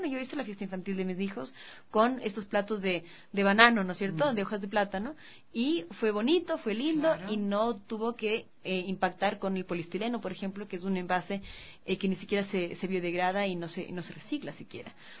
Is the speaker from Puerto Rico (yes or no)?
no; Ecuador; y nosotros como ecuatorianos somos una cultura que consume, ¿no es cierto?, carne de cerdo